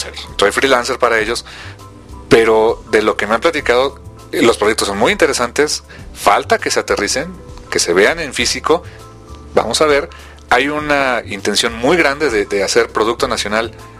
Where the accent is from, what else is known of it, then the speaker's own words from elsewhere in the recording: Mexico; y no nada más por apoyar porque somos mexicanos y se acabó